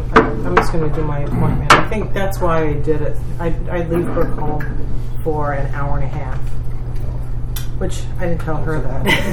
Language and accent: English; New York City, New York, United States; But remember, I grew up in New York City, so I'm even more paranoid.